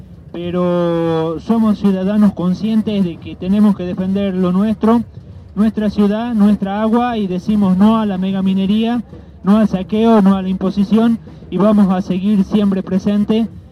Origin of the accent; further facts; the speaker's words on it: Andalgalá, Catamarca, Argentina; Soy de Andalgalá, Catamarca, soy de la asamblea del Algarrobo.